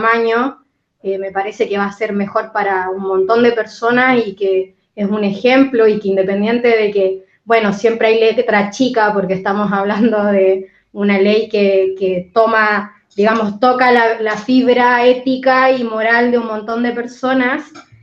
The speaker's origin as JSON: {"language": "Spanish", "country": "Chile", "said": "igual yo encima vengo de Chile, estoy mirando todo esto, vivo acá hace 6 años"}